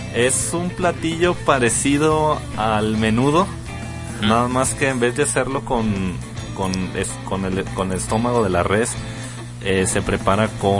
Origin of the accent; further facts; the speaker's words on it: Mexico; y luego soy mexicano, no, pues bien felices, no, es mexicano por aquí, mexicano por allá